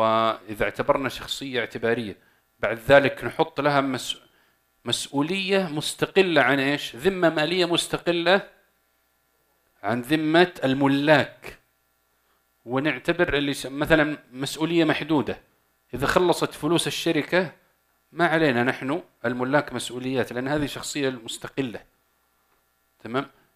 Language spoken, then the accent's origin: Arabic; Saudi Arabia; طب عندنا في السعودية الآن عقود تتم